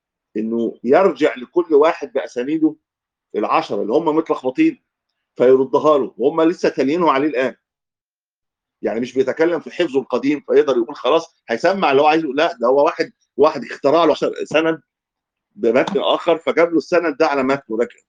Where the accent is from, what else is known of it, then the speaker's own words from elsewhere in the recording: Egypt; حتى لما العوام عندنا في مصر يعني لما يغلط يقول يا عم أنا غلطت في